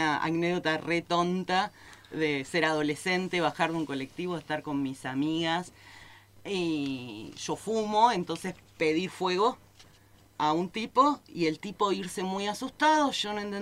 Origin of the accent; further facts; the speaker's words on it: Buenos Aires, Argentina; yo me crié en una ciudad, en Buenos Aires, en una gran ciudad.